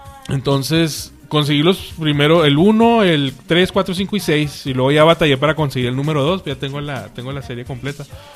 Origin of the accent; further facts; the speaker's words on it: Ciudad Juárez, Chihuahua, Mexico; Y pues vengo de Ciudad Juárez y saludarlos.